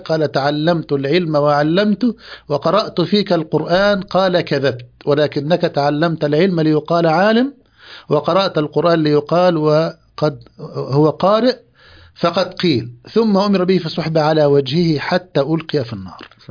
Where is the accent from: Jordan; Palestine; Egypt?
Egypt; هذه عندنا في مصر هنا كانت كحفص في هذه الأيام